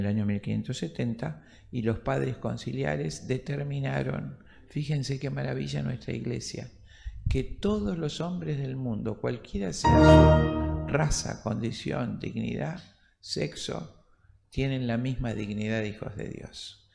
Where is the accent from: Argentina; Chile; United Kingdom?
Argentina; en mi país, que es Argentina